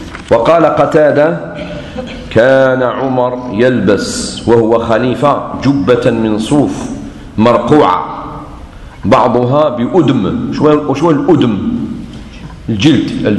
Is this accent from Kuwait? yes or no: no; Algeria; احنا عندنا في الجزائر شيء ما شفتوش في بلدان واحدة أخرى